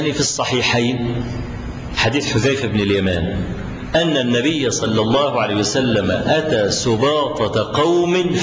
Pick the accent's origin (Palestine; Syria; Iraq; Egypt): Egypt; فلو افترضنا مثلا رجلا مصريا، وأنا مصري